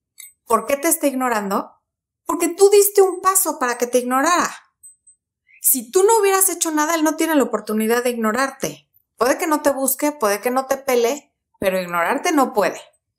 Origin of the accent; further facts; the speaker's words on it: Mexico; Cuando era niña aquí en México, en televisión abierta había nada más